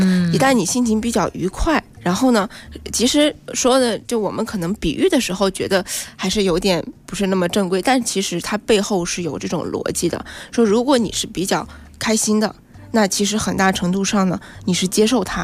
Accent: China

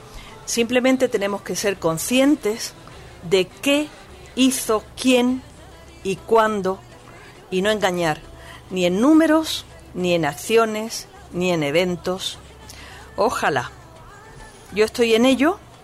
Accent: Málaga, Andalusia, Spain; soy flamenquita, yo soy malagueña.

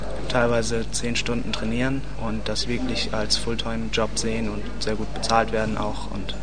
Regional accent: Aurich, Lower Saxony, Germany; Ich komme aus Friesland, aus Aurich.

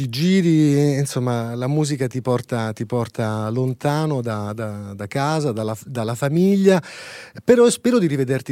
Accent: Apulia, Italy; Io sai che sono pugliese, quindi ogni tanto devo fare un pieno, perché sennò il DNA perde quelle sue peculiarità importanti

